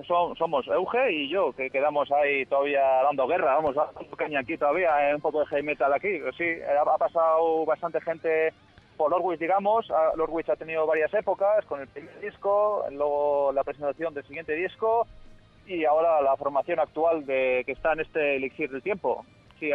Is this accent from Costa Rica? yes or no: no; Basque Country, Spain; somos del País Vasco, concretamente en Guipúzcoa, y nada, ya muchos sabéis ahora, pues cerca de la capital, que sería San Sebastián, pues nada, una horita estamos ahí.